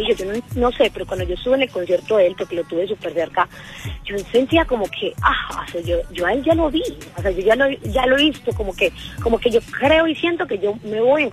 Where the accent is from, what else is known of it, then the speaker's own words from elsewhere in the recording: Medellín, Antioquia, Colombia; No, yo vengo de las favelas de Medellín, como yo digo, de los barrios de Medellín.